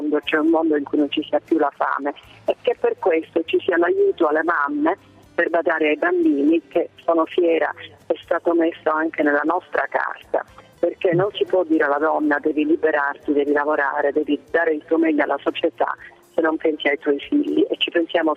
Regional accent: Sicily, Italy; io sono siciliana, la Sicilia è una terra di frontiera.

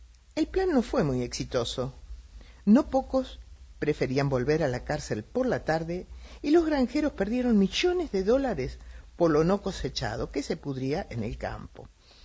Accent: Argentina; lo que yo quería contarle es un tema que tiene que ver con nosotros los argentinos

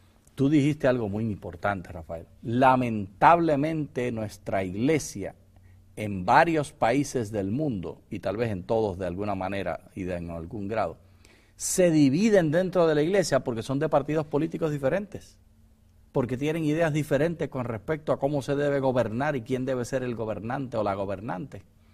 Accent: Puerto Rico; que tú eres venezolano, que yo soy puertorriqueño

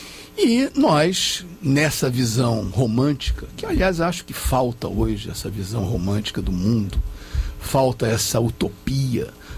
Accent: Brazil; nós todos fomos criados aqui no Brasil numa visão

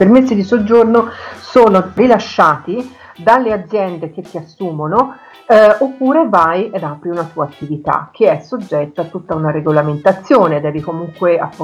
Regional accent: Grosseto, Tuscany, Italy; Grosseto, io sono di Grosseto.

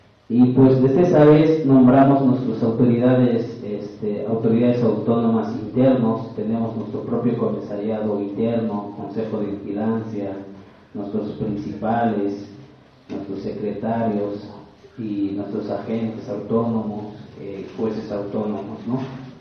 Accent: Bachajón, Chiapas, Mexico; Spanish is a second language; Sebastián Bachajón, un pueblo indígena central. Es uno de los ejidos más grandes. Se ubica geográficamente en la zona norte.

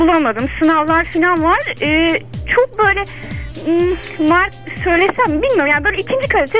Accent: Antalya, Turkey; Ben Antalyalıyım.

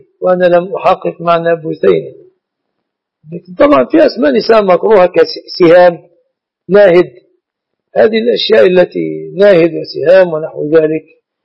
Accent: Egypt; نعتبر أن الذهب من الصداق في بلادنا مصر

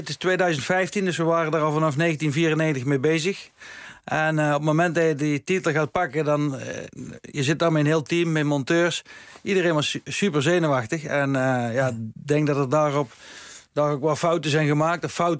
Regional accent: Bergeijk, North Brabant, Netherlands; Dat was echt een hele mooie huldiging bij ons in Bergijken.

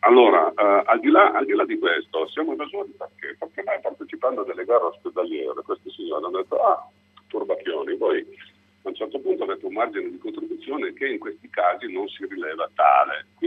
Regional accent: Turin, Piedmont, Italy; Siamo torinesi, operiamo nella regione Piemonte

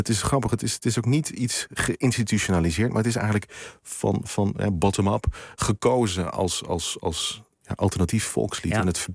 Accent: Netherlands; maar ik had toen destijds was ook zo in de mode van die rugby shirts had ik aan als Nederlander. En toen vroeg iemand mij de weg in Oxford.

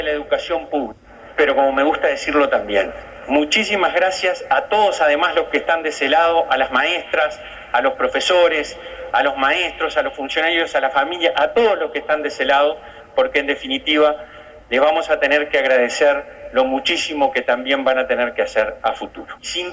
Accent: Tacuarembó, Uruguay; como decimos en mi pueblo, en Tacuarembó, yo soy del interior, al mal tiempo, buena cara.

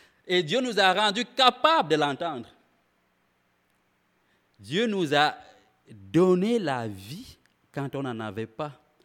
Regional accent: Quebec, Canada; comme on dit chez nous au Québec, amoché

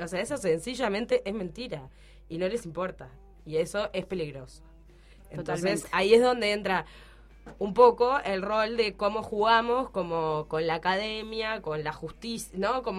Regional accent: Uruguay; nosotros, siendo uruguayos, siendo contemporáneos

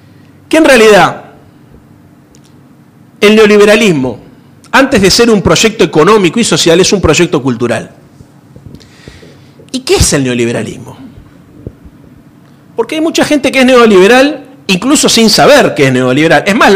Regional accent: Buenos Aires, Argentina; Yo vengo de la ciudad de Buenos Aires

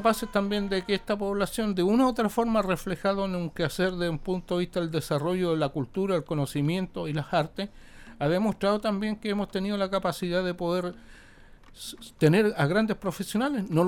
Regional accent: Chile; Si hasta hace poco aquí como chilenos nosotros teníamos la estigmatización de ciertos sectores populares

